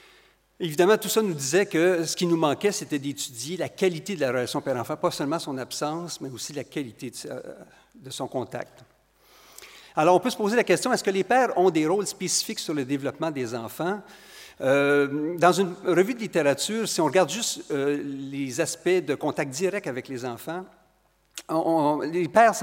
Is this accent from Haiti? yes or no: no; Quebec, Canada; accent: Quebec; Vous reconnaissez mon accent du Québec.